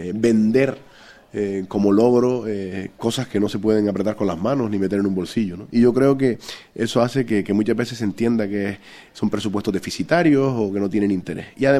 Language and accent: Spanish; Canary Islands, Spain; el poder presentar el programa Tenderete, un programa con el que yo pues prácticamente también me crié, como tantos canarios